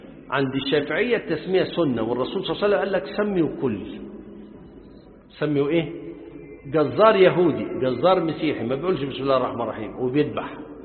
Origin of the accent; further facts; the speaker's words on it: Upper Egypt, Egypt; ما انا صعيدي زيكم